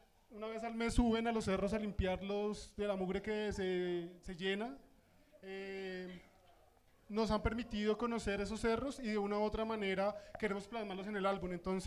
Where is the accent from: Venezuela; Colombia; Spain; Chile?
Colombia; Bogotá; aquí mismo en Bogotá y yo siendo bogotano 31 años